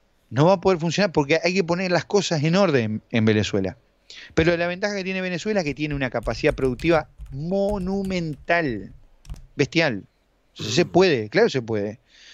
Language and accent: Spanish; Uruguay; Somos la Suiza de América, no es por nada, ¿no? Tenemos aquí en Uruguay la Suiza de América, ¿no?